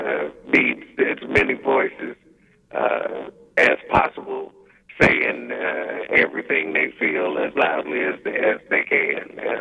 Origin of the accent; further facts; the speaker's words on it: Chicago, Illinois, United States; accent: Chicago drag; now in Las Vegas, United States; I'm in Vegas. I'm from Chicago.